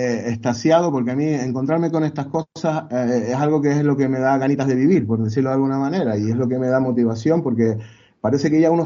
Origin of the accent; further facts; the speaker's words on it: Canary Islands, Spain; Y por eso es una pequeña prueba de la mezcla que somos aquí en Canarias